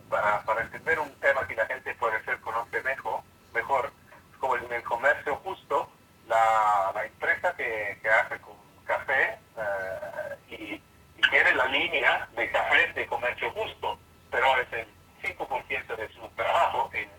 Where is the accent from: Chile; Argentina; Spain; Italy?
Italy; Spanish is a second language; si yo soy italiano y hablo un español un poco cómico